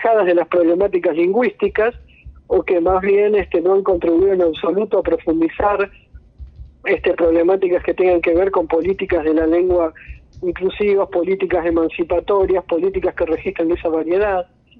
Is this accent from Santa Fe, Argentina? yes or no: yes; Rosario, Santa Fe, Argentina; ya se ha realizado en Argentina, por ejemplo en Rosario, que casualmente es mi ciudad natal